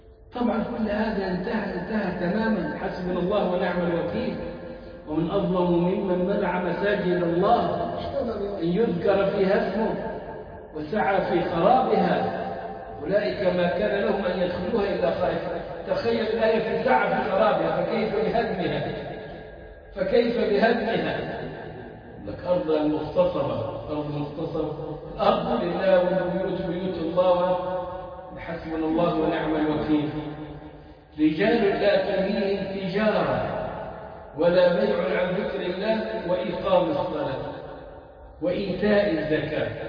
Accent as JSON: {"language": "Arabic", "country": "Egypt", "said": "وكانت فكره موجوده عندنا في مصر"}